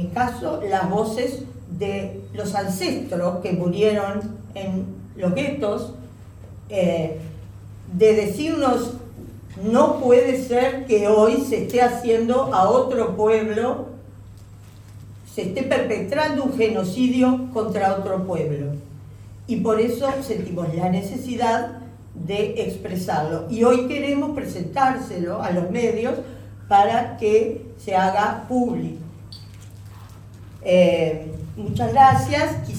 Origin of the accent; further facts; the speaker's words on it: Uruguay; como uruguayos, no queremos que se repitan historias de holocaustos